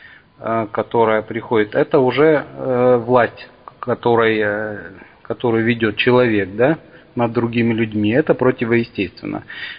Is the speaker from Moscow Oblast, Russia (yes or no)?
no; Barnaul, Altai Krai, Russia; я из Барнаула.